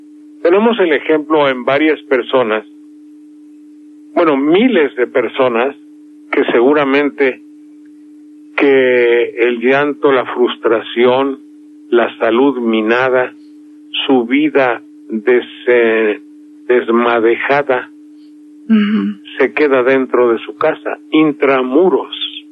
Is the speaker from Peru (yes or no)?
no; Mexico; Somos muchos los mexicanos que hemos perdido la fe, primero en la política, luego en las reformas